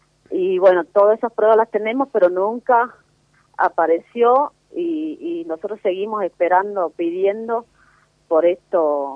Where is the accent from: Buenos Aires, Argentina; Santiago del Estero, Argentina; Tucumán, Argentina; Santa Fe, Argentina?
Santiago del Estero, Argentina; born there; Nací en Santiago del Estero, pero ahora estoy viviendo.